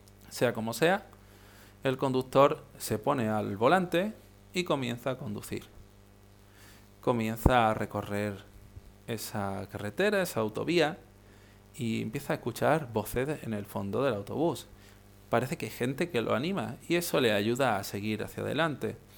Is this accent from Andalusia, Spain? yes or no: yes; Marbella, Andalusia, Spain; yo que soy de aquí de Marbella, en Málaga